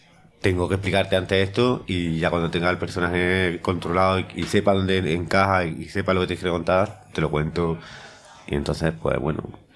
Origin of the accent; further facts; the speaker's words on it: Deifontes, Andalusia, Spain; están muy orgullosos porque ven que alguien de Difontes, sin, con una mano delante y otra detrás